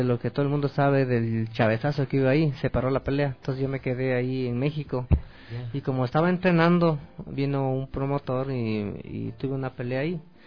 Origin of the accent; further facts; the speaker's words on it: Ecuador; Y nosotros como ecuatorianos somos muy buenos, lo que pasa es que nosotros mismos nos desvaloramos.